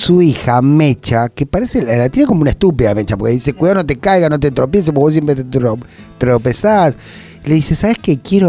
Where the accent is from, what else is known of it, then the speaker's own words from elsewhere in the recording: Argentina; No, no, que estamos mejor nosotros como argentinos.